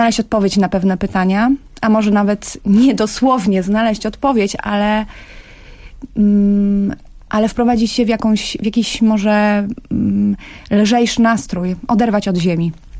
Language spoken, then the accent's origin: Polish; Warsaw, Masovian Voivodeship, Poland; ja z Warszawy